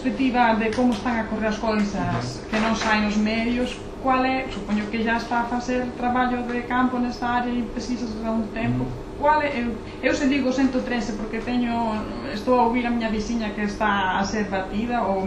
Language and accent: Portuguese; Spain; Eu penso que na, eu sou da Espanha, temos um grande problema de violência doméstica